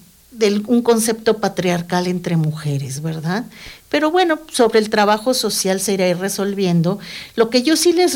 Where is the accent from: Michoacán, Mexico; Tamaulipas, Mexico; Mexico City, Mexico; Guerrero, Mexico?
Mexico City, Mexico; Aquí lo que me ha tocado vivir desde que salí de la Ciudad de México y radicar acá